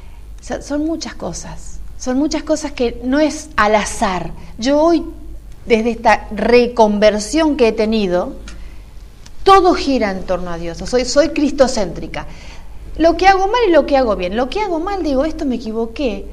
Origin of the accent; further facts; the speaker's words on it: Corrientes, Argentina; Soy correntina, vamos para atrás, soy correntina, de pura cepa.